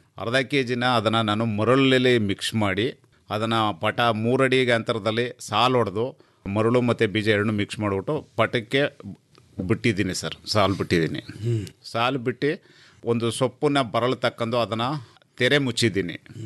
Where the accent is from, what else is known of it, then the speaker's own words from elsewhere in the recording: Chilakodi, Karnataka, India; ನಾವು ಚಾಮರಾಜನಗರ ಜಿಲ್ಲೆ ಕೊಳ್ಳೇಗಾಲ ತಾಲೂಕು ಚಿಲಕೋಡಿ ಗ್ರಾಮ